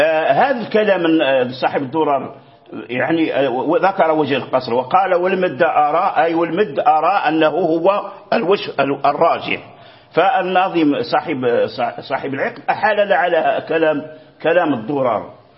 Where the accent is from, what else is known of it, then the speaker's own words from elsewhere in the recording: Fez, Fès-Meknès, Morocco; يعني بفاس عندنا بفاس وجرى به العمل